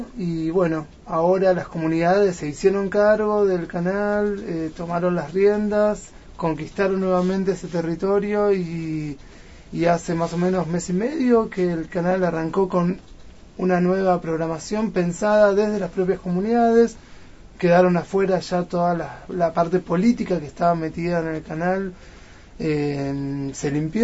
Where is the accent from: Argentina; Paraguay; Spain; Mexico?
Argentina; Ushuaia, Tierra del Fuego; Sí, bueno, llegué hace muy poco, hace en realidad más o menos un mes. Vengo de Ushuaia, de Tierra del Fuego.